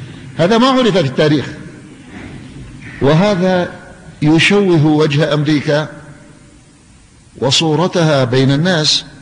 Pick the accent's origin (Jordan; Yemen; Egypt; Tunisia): Yemen; فأنا مواطن يمني